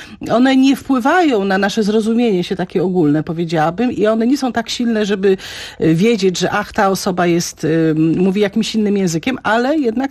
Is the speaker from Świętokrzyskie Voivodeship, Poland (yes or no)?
yes; Kielce, Świętokrzyskie Voivodeship, Poland; ja się wychowałam w Kielcach i tam wtedy tego nie zauważyłam